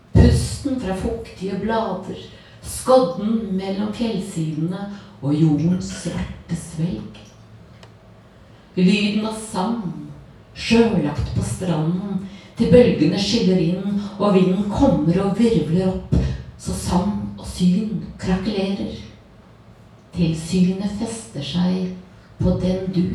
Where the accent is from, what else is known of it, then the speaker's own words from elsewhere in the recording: Telemark, Norway; Ja, jeg vokste opp i Telemark med utsikt over en fjord mellom fjell.